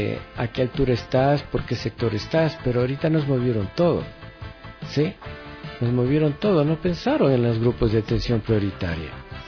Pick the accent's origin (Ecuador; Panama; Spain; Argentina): Ecuador; como todo ecuatoriano que tengo mis derechos